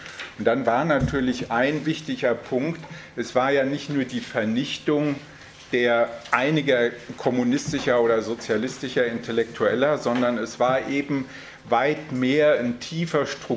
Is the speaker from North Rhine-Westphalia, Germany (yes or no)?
no; Hesse, Germany; Ich komme ja hier aus der Ecke in der Nähe von Frankfurt.